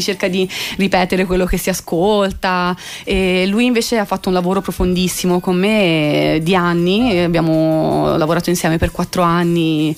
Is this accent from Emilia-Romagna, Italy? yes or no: no; Tuscany, Italy; Nel mio paese, dove ci sono pochissime cose, perché è un piccolissimo paese in provincia di Pisa, il paese appunto dove sono nata e cresciuta